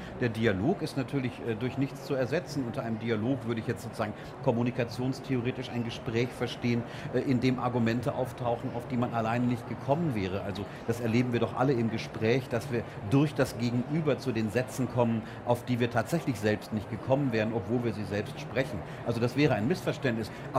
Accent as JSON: {"language": "German", "town": "Gelsenkirchen", "region": "North Rhine-Westphalia", "country": "Germany", "tie": "born or raised there", "said": "In meiner Jugend in Gelsenkirchen gelebt"}